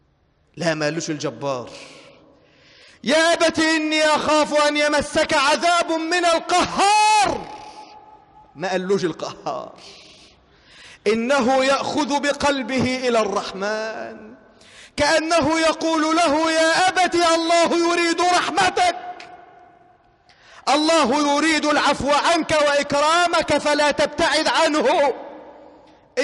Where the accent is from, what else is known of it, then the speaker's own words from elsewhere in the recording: Egypt; واحفظ بلدنا مصر واجعلها أمنا أمانا سخاء رخاء وسائر بلاد المسلمين.